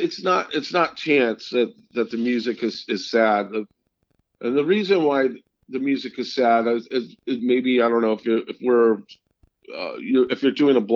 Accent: St. Louis, Missouri, United States; This is going to sound funny, but I'm originally from St. Louis, Missouri.

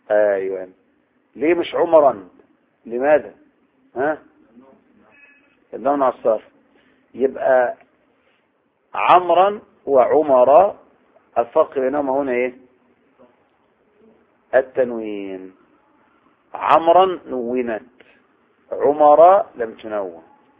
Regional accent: Egypt; ولهذا اللي يجي احنا نيجي بقى نستدل على بلدنا مصر بأي آية

